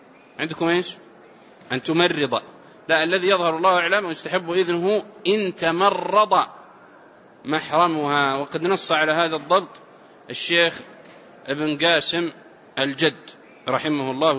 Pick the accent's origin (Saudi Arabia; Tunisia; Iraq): Saudi Arabia; والعرف عندنا في السعودية المسكن الواحد والشقة بمرافقها